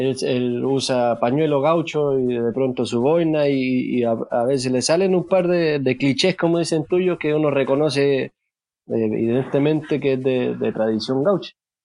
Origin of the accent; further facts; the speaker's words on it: Chile; si yo aprendí a payar, por ejemplo, en Cuba, y soy chileno